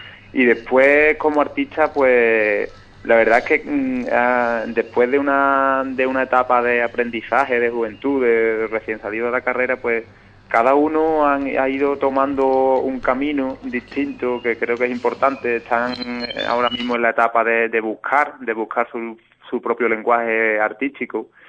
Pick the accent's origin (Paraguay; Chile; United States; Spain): Spain; Montellano, Andalusia; Yo aquí, por ejemplo, en mi pueblo, en Montellano